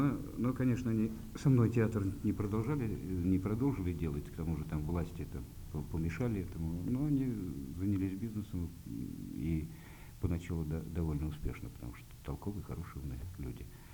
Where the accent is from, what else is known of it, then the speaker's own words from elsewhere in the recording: Moscow Oblast, Russia; born there; ровно через 20 дней исполнится 54 года. Родился я в Подмосковье.